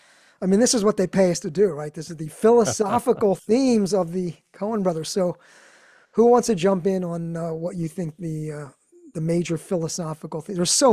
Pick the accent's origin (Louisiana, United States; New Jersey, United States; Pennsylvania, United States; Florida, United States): Pennsylvania, United States; Philadelphia; We're both from Philly. Mm-hmm. John Polito and I are from Philly.